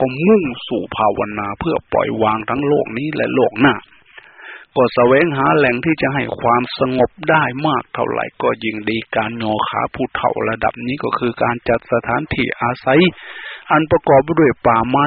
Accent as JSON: {"language": "Thai", "town": "Phana", "region": "Ubon Ratchathani", "country": "Thailand", "tie": "born or raised there", "said": "บ้านเกิดเมืองนอนบ้านพ่อเมืองแม่อาตมาอำเภอพนาจังหวัดอุบลราชธานีไปดูเถิดยังมีอยู่ทุกวันนี้"}